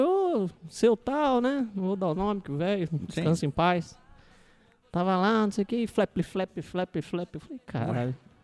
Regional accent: Pirajuí, São Paulo, Brazil; Bom, lá no interior, lá na minha cidade, né? Onde eu morava e tal.

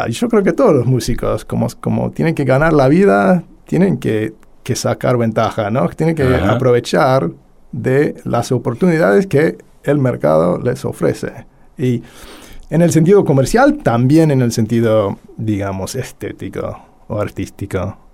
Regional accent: Argentina; Y sí, y después, para mí como historiador argentino, ¿no? O sea, de Argentina

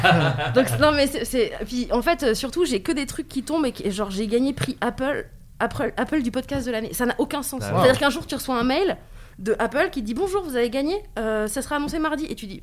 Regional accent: Brittany, France; chez moi en Bretagne, chez mes parents.

